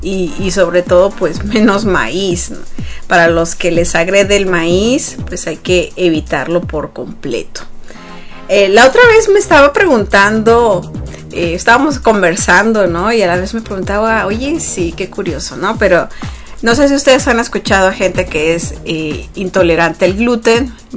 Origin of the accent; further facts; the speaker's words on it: Mexico; sobre todo los que somos mexicanos, que seguimos consumiendo